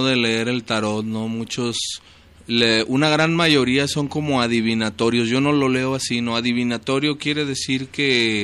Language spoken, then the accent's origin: Spanish; Guadalajara, Jalisco, Mexico; cuando veía reuniones allá en mi barrio, en Atemajac, mi barrio natal